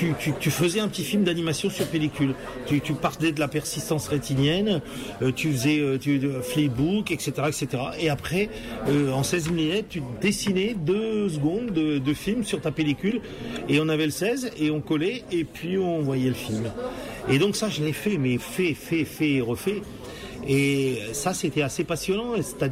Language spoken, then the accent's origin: French; Hauts-de-France, France; Je suis Picard, moi, hein, je t'annonce.